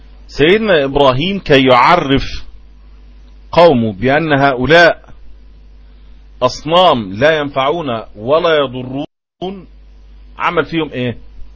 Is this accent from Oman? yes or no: no; Egypt; ده لما بيبقى فيه عندنا في مصر